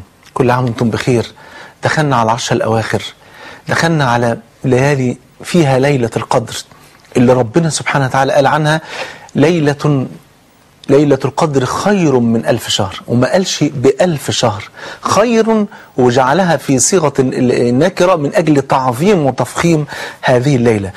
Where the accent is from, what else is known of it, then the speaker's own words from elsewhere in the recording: Egypt; عشان ننقذ بلدنا مصر